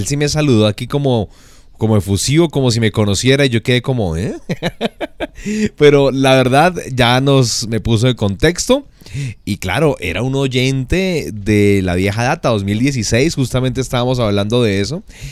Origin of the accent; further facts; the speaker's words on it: Colombia; hay que ver que somos colombianos, estamos todos bajo una misma bandera